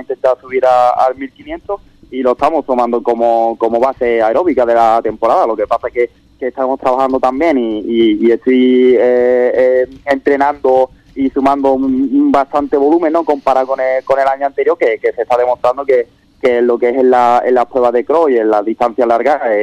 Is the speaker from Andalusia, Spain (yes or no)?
yes; Ubrique, Andalusia, Spain; siempre que tenga la posibilidad de ir a Ubrique, ¿no?, y correr la carrera de mi pueblo